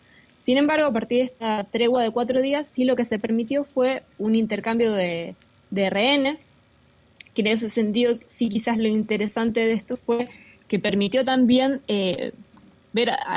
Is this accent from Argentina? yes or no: yes; Argentina; como pueblo argentino, sufrimos de otra manera la injerencia imperialista